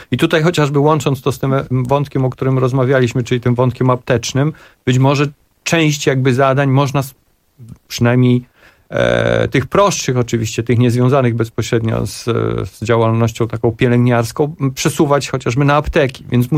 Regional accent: eastern Poland, Poland; I ja akurat pochodzę z Polski Wschodniej i tam jak bywam

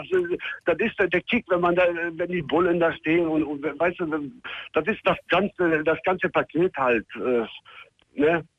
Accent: Serbia; Ich bin Serbe.

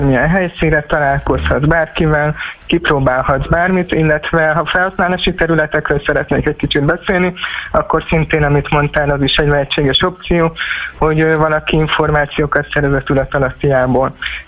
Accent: Kecskemét, Bács-Kiskun, Hungary; itt Kecskeméten, én kecskeméti vagyok

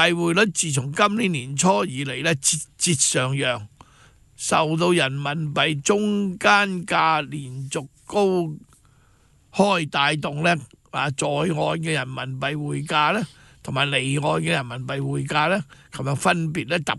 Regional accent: China; 我作为一个中国人咧，我好骄傲咁行出去国外咧

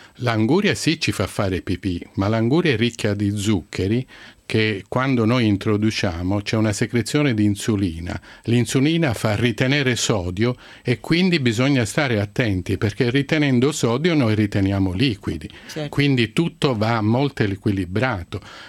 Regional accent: Sicily, Italy; Io vengo dalla Sicilia e poi oggi ho portato un bellissimo sole qui a Milano.

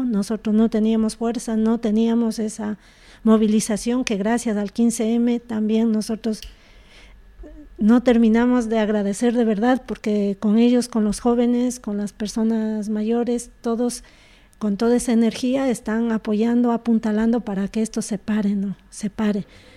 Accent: Ecuador; yo soy de origen ecuatoriano, allá no existe jamás esto

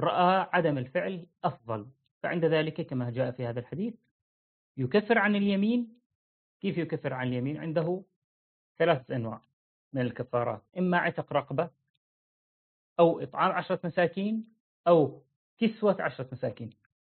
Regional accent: Syria; ولسه في عندنا في سوريا في عرف هكذا عند الناس

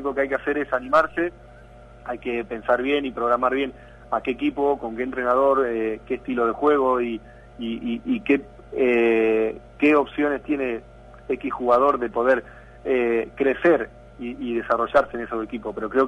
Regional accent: Santa Fe, Argentina; ha crecido en el club de regatas de Santa Fe, que es el club donde yo nací y comencé a los 4 años a jugar ya al básquet

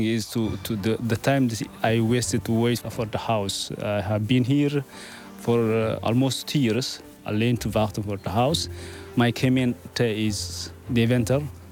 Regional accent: Eritrea; Dutch is a second language; also born or lived in Sudan; now in Netherlands; Ik ben in 2015 uit Eritrea gevlucht naar Sudan. Ik woonde in Sudan bijna 4 jaar.

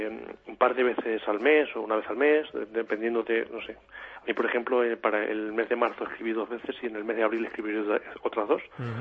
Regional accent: Castilla-La Mancha, Spain; mi pueblo de hasta Albacete son 50 kilómetros en coche.

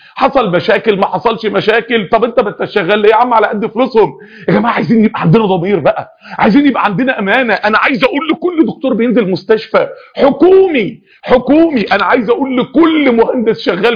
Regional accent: Egypt; انا راجل مصري

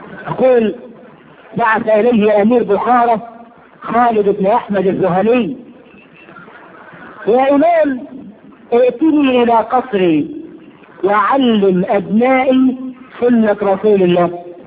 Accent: Egypt; احنا كويسين قوي كمصريين احنا كده حلو قوي

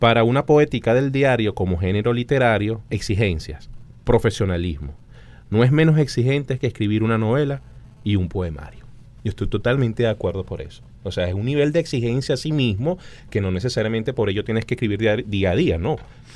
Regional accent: Caracas, Capital District, Venezuela; me refiero a nosotros como caraqueños, como ciudadanos

